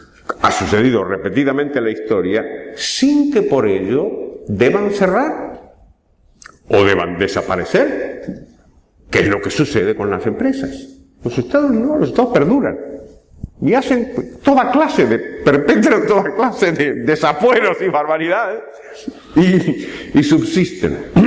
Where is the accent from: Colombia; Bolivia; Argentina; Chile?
Argentina; Por cierto, no somos los argentinos los que inventamos el impago